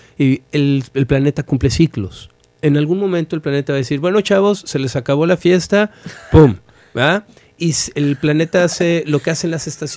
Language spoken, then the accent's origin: Spanish; Mexico; Y una de ellas es que estamos bien instalados en la víctima